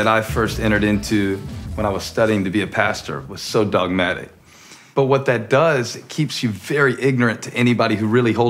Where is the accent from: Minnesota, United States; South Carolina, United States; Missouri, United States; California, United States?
South Carolina, United States; Moncks Corner; I grew up in Monk's Corner and, you know, you had to go to school ready to fight every day. They don't believe me because it's Monk's Corner.